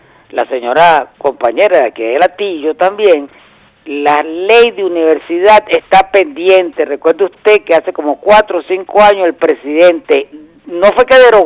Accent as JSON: {"language": "Spanish", "country": "Venezuela", "said": "lo que nosotros tenemos que ver como venezolanos"}